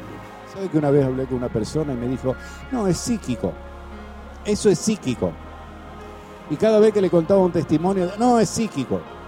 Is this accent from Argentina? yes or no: yes; Santa Fe, Argentina; now in Buenos Aires, Argentina; Me vine a Buenos Aires de Santa Fe, lo más bien.